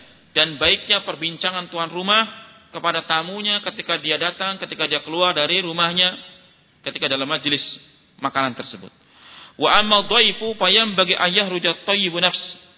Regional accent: Sumatra, Indonesia; born there; saya walaupun orang Jawa kan sudah lahir di Sumatera, bukan lahir di Sumatera. Sudah besar di Sumatera.

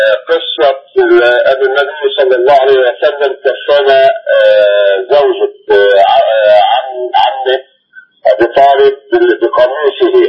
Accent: Minya Governorate, Egypt; أنا من المنيا

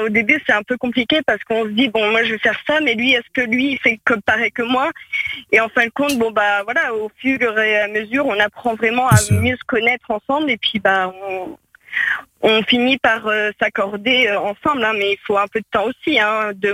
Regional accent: Normandy, France; moved away as an adult; now in Chartres, France; Disons que moi, à la base, j'étais du Calvados

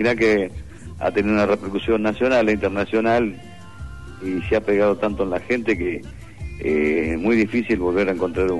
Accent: Colón, Entre Ríos, Argentina; somos todos de Colón, de acá de Santa Fe

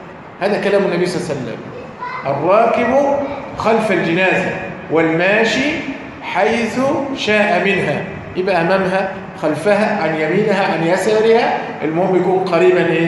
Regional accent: Egypt; يعني بنسميها عندنا في مصر الإيه؟ الحانوتي.

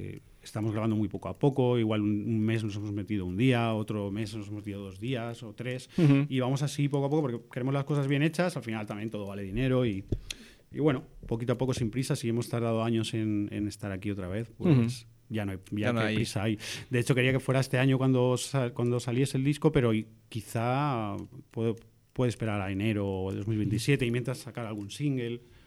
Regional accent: Picanya, Valencian Community, Spain; quise que fuese en mi pueblo, en Picaña

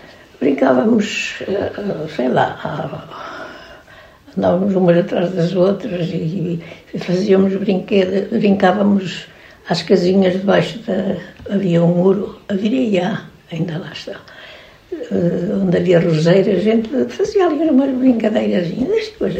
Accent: Lagares da Beira, Centro, Portugal; Nasci aqui em Lagares, fui criada e até agora, claro. Mas não vivi aqui todo o tempo, não é? Aos 9 anos.

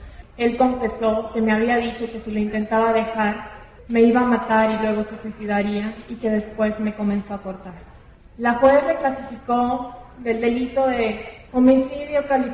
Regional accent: Mérida, Yucatán, Mexico; Tengo 26 años, soy de Mérida, Yucatán, soy licenciada en Derecho.

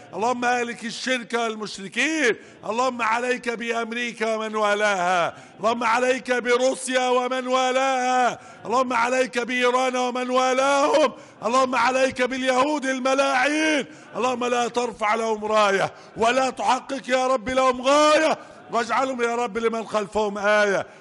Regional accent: Egypt; احفظ بلدنا مصر وسائر بلاد المسلمين،

